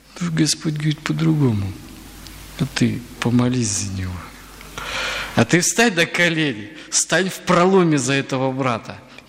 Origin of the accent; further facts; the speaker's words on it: Bryansk Oblast, Russia; Ну, я вот немножко родом из Брянской области, я там просто прожил достаточно долгое время